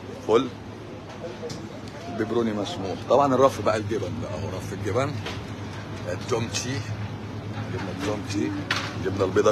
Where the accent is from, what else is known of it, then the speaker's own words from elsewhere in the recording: Egypt; انا مش عميل انا عادي مصري